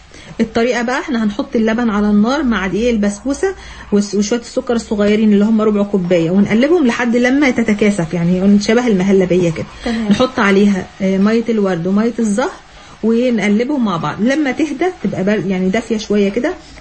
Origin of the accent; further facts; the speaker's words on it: Egypt; والله حتى لو مالي بالثوم عندنا في مصر